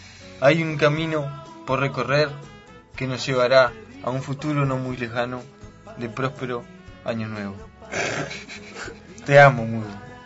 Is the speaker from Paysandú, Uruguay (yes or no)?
yes; Paysandú, Uruguay; Estábamos en el interior, ¿no? Yo soy de Paysandú.